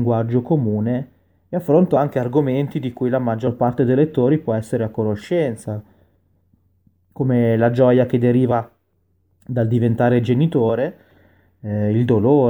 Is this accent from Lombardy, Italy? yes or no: yes; Milan, Lombardy, Italy; ho 33 anni e sono nato e cresciuto a Milano, dove vivo tuttora.